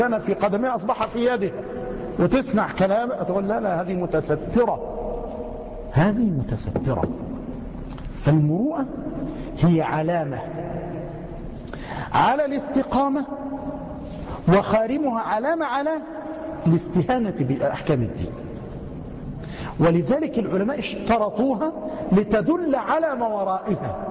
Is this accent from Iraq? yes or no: no; Egypt; مع أن الجزار والسماك عندنا في مصر يعني منيرات